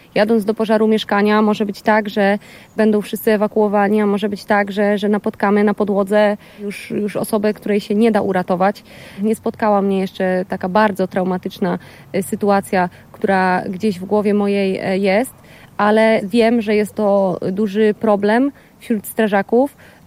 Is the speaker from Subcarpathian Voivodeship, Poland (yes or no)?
yes; Subcarpathian Voivodeship, Poland; Pochodzę z Podkarpacia, z małej wsi. Jesteśmy właśnie z małej miejscowości, w której wszyscy się też znają.